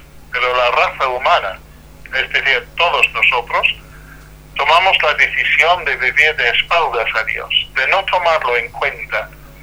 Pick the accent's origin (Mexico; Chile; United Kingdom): United Kingdom; England; Spanish is a second language; now in Salamanca, Spain; soy inglés, aunque vivo en Salamanca